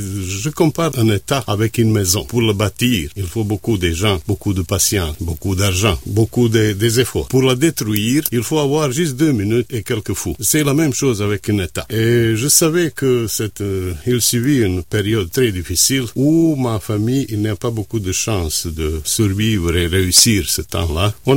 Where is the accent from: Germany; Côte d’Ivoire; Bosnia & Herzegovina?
Bosnia & Herzegovina; Travnik, Federation of Bosnia and Herzegovina; French is a second language; Ma ville natale, la ville où on a habité, c'est Travnik. C'est 80 km au nord-ouest de Sarajevo.